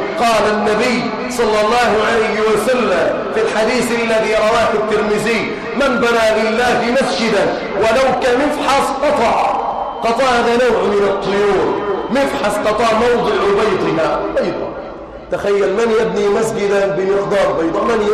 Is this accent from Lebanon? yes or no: no; Egypt; اللهم اجعل بلادنا مصر امنا امانا